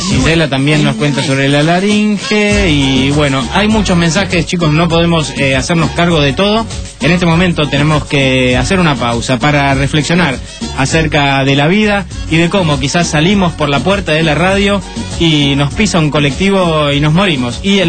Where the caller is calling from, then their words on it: Villa Ballester, Buenos Aires Province, Argentina; de Ballester